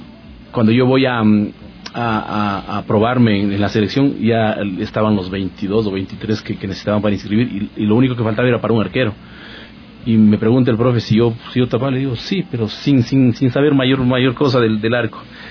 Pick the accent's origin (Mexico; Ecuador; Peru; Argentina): Ecuador; Puembo, Pichincha; Bueno, yo soy de Puembo, mi familia es de Puembo, una parroquia rural del Cantón Quito, y tuve la posibilidad de jugar desde los 11 años más o menos en la liga parroquial de Puembo.